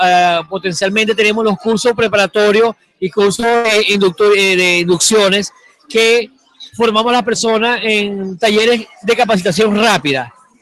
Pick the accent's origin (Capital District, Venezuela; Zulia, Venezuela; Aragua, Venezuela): Zulia, Venezuela; Cabimas; Yo soy natural de Cabima, Estado Zulia.